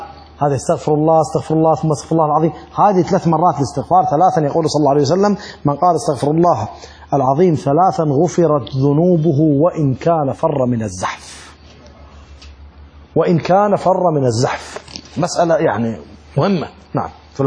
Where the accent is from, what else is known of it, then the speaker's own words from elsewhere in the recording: Iraq; وعندنا بالعراق يعني نقرأ بعد بالأخص بالعشاء